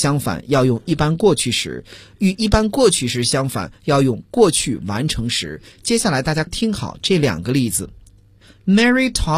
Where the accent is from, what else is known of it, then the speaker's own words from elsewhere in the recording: China; 不像我们中国人那么稀，